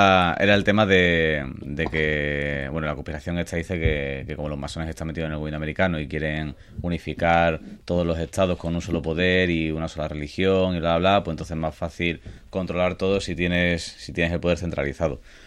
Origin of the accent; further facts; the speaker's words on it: Seville, Andalusia, Spain; Yo, como sevillano que soy, no sé si os habéis dado cuenta.